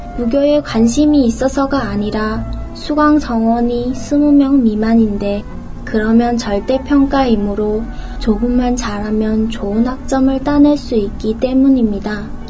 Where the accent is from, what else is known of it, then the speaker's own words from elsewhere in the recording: North Korea; moved away; 내 고향 이북에서는 이와 같이 무당의 힘을 빌려 구슬한다는 것을 상상할 수 있을까요?